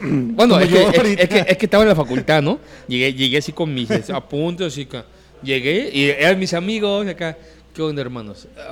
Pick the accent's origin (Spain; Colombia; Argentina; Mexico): Mexico; mexicano sí, sí.